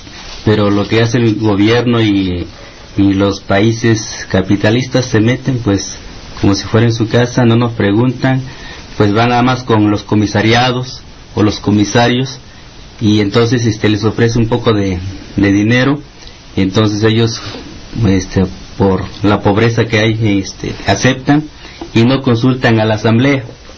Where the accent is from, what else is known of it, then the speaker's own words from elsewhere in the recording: Chilapa, Guerrero, Mexico; nosotros con el compañero Margarito venimos del municipio de Chilapa.